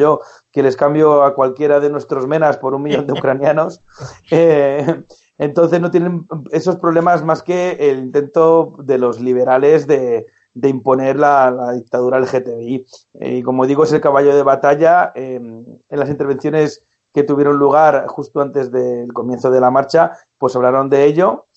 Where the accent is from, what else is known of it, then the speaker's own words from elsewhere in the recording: Spain; cada vez que digo que soy de España